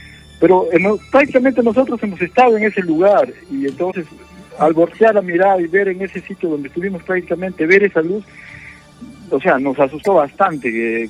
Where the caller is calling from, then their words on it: Lima, Peru; Acá, Lima Cercado.